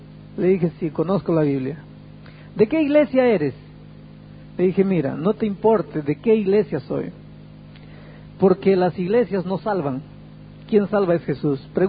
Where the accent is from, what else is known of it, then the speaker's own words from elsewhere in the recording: Peru; now in Brazil; Yo soy peruano, pero vivo en Brasil.